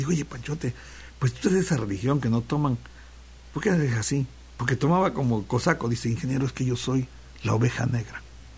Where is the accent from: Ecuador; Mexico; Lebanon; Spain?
Mexico; Veracruz; now in Xalapa, Mexico; Pero yo me siento jarocho, ¿ya? Y ahora jalapeño.